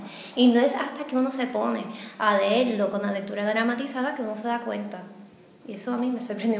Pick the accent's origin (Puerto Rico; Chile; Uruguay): Puerto Rico; soy de Puerto Rico.